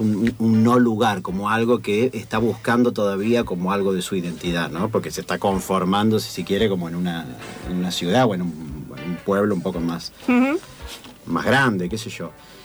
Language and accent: Spanish; Tilisarao, San Luis, Argentina; also born or lived in Villa Dolores; yo soy un híbrido entre Córdoba y San Luis. Yo nací en Vito Dolores, pero me crié en Tilizarao. Después Tilizarao está dentro de San Luis, pero tiene contacto con la zona de Tras la Sierra, que ya es Córdoba.